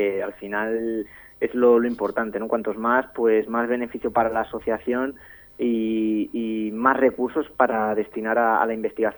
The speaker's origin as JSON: {"language": "Spanish", "town": "Madrid", "region": "Community of Madrid", "country": "Spain", "lives_now": "Talavera de la Reina, Spain", "said": "Yo llevo aquí 8 años en Talavera. Yo soy de Madrid, como los oyentes, muchos de ellos saben, pero yo me siento un Talavera nomás ya."}